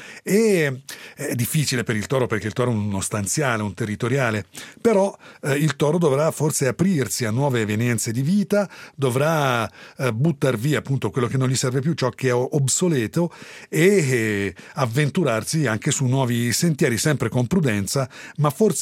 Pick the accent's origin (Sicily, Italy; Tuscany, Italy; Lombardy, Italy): Tuscany, Italy; A settembre dal mio paese si dice l'uva matura e il fico pende, ma noi sai, siamo toscani.